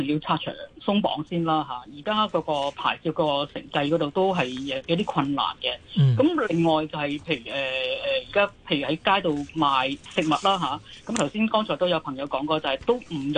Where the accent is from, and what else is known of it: Hong Kong